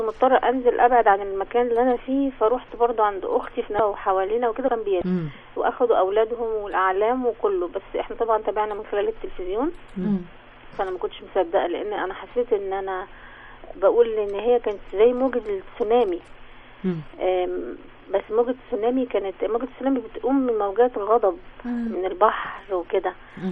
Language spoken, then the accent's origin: Arabic; Cairo, Cairo Governorate, Egypt; من القاهرة، من مدينة نصر